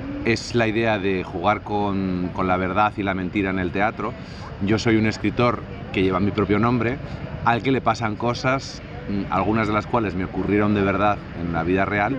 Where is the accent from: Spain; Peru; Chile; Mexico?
Spain; Basque Country; porque yo soy vasco y tiene todas las claves vascas